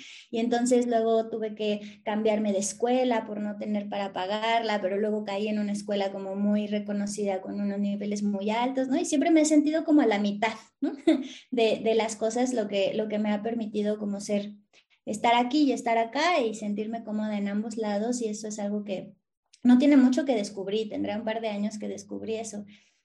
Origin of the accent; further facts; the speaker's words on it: Azcapotzalco, Mexico City, Mexico; Yo soy de la hermana república de Azcapotzalco, no sé si conoces, pero nací en Azcapotzalco y crecí en Azcapotzalco